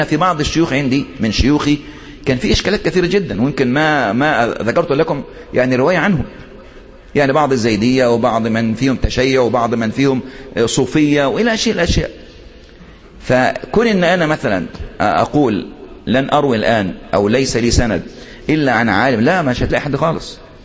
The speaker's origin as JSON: {"language": "Arabic", "country": "Egypt", "said": "واحد مثلا زلت لسانه اللي بيخطب عندنا في مصر، يعني من عادة المصريين أنهم يحبون إيه الكلام الارتجالي"}